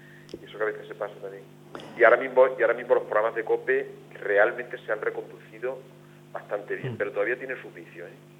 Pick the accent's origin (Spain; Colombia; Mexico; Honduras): Spain; Extremadura; Un cariño tremendo. Yo mi tierra la adoro. La amo con locura.